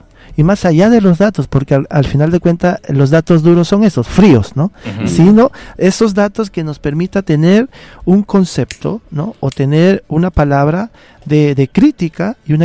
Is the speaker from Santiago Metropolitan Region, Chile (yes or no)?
no; Lota, Biobío, Chile; yo soy pobre, soy de Lota.